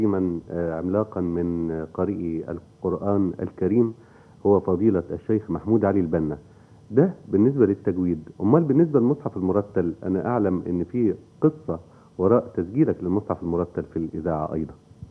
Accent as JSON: {"language": "Arabic", "country": "Egypt", "said": "نعتز بيها والله كمصريين."}